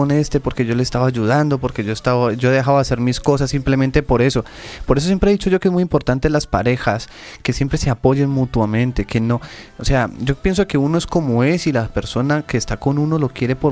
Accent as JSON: {"language": "Spanish", "town": "Pereira", "region": "Risaralda", "country": "Colombia", "said": "Yo soy de Pereira."}